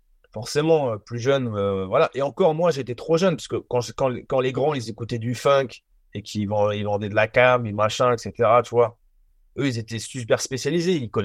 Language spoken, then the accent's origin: French; Nanterre, Île-de-France, France; on a été sur la ligne A, en fait, chez moi, à Nanterre